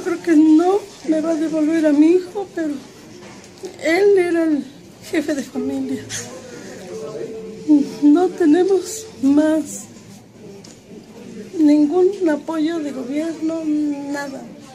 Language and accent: Spanish; Ixmiquilpan, Hidalgo, Mexico; Venimos de Ixmiquilpan, Hidalgo. Mi comunidad se llama Dios Padre.